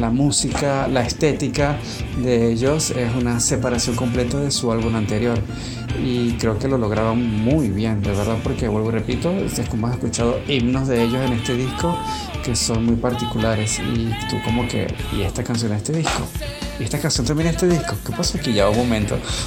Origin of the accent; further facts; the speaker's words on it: Venezuela; Todos nosotros que somos venezolanos